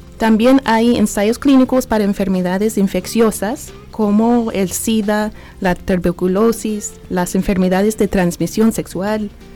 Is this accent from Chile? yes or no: no; Nashville, Tennessee, United States; Nací aquí en Nashville. He vivido aquí por mucho de mi vida.